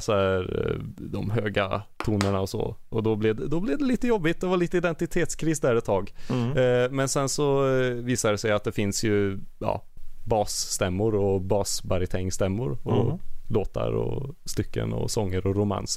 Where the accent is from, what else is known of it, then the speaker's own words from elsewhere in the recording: Glava, Värmland, Sweden; Och så åker du ännu djupare in, bort ifrån Arvika, så här, då bara träd runt omkring dig, och då kommer du till Glava.